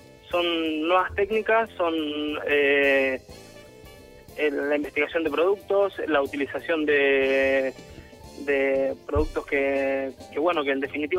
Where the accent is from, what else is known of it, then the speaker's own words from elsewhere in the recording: Argentina; El apellido es de origen italiano, pero italiano. Soy argentino.